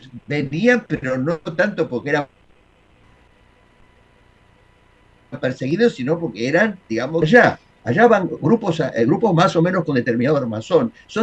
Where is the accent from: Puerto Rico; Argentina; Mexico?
Argentina; y entre todo eso somos todos argentinos.